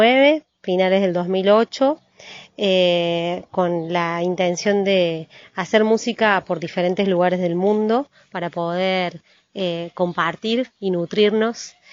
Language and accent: Spanish; Córdoba, Argentina; de …. Soy de Córdoba capital, como se notará en mi tonada.